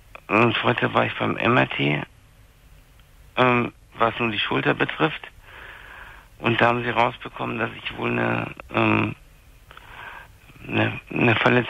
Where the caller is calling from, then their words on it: Munich, Bavaria, Germany; Ich bin bei uns in München hier tierisch Glatteis, weißt, also so das Wetter halt, es war alles glatt.